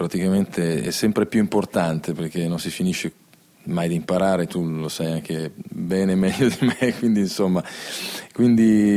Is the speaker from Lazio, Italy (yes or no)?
yes; Rome, Lazio, Italy; born there; sono nato a Roma e mi ricorda molto la mia infanzia questo brano